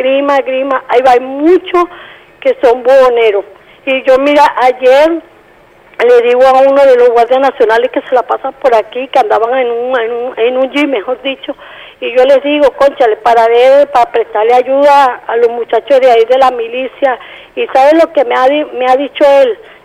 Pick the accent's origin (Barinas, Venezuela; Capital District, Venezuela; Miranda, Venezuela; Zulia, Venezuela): Miranda, Venezuela; Caracas; yo soy de aquí de Macaracuay.